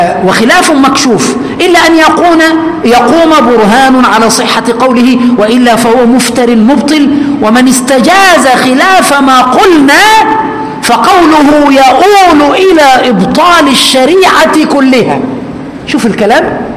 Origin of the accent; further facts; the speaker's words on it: Egypt; كما نقول كمصريين